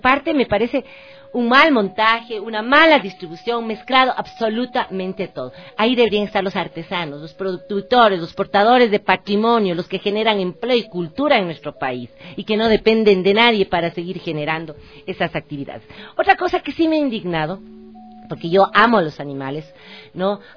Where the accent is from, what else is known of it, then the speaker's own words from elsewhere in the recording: Quito, Pichincha, Ecuador; como ciudadana ecuatoriana y quiteña